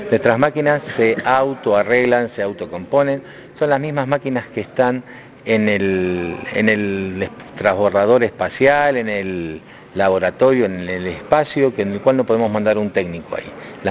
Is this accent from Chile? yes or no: no; Argentina; Estás hablando de la planta que está justamente en mi país, en Argentina.